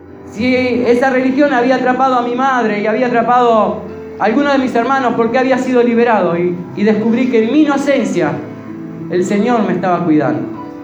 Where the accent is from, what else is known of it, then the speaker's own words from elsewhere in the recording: Uruguay; ¿Y yo qué soy? Yo soy uruguayo.